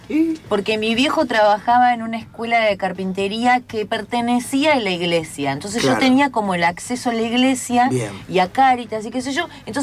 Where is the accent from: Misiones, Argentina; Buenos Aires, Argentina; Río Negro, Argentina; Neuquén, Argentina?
Río Negro, Argentina; El Bolsón; no sé, en Bolsón, yo soy del Bolsón.